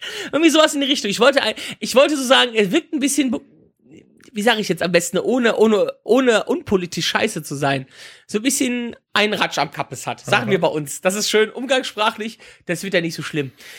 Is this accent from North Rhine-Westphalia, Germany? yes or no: yes; Wipperfürth, North Rhine-Westphalia, Germany; ich bin in meiner Heimatstadt, ich komme aus dem beschaulichen Wipperfürth